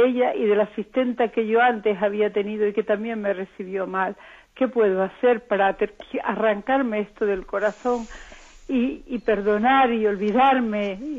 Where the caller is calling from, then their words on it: Madrid, Community of Madrid, Spain; de Madrid.